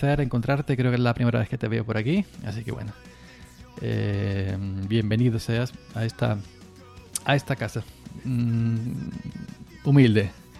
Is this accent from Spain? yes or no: yes; Granada, Andalusia, Spain; now in Córdoba, Spain; yo soy granaíno de nacimiento, ¿no? La provincia de Granada. Vivo ya en Córdoba hace muchísimos años. Pero soy natural de Granada